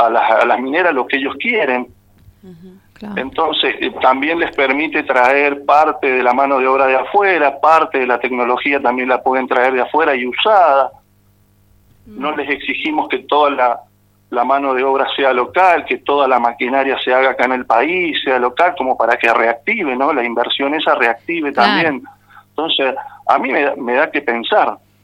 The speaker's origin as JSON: {"language": "Spanish", "country": "Argentina", "said": "A mí me preocupa mucho perder hoy día Vaca Muerta, por ejemplo, como argentino."}